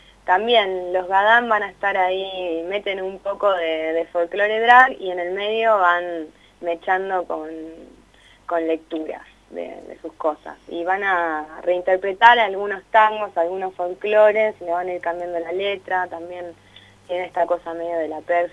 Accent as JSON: {"language": "Spanish", "region": "La Pampa", "country": "Argentina", "lives_now": "Buenos Aires, Argentina", "said": "si bien somos de La Pampa, estamos estudiando en Buenos Aires."}